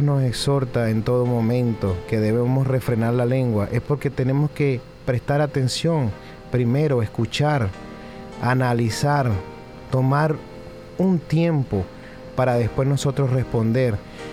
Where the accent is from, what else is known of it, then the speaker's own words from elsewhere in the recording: Venezuela; Soy venezolano